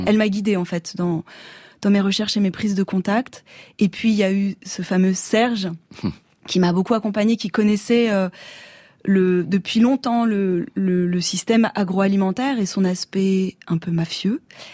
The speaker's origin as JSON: {"language": "French", "region": "Pays de la Loire", "country": "France", "tie": "born or raised there", "said": "Moi je suis pas bretonne, j'ai grandi dans le Maine-et-Loire."}